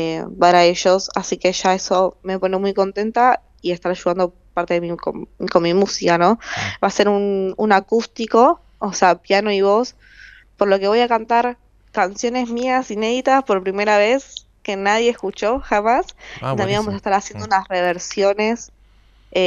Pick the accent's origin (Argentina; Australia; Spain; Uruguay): Argentina; yo siendo una artista argentina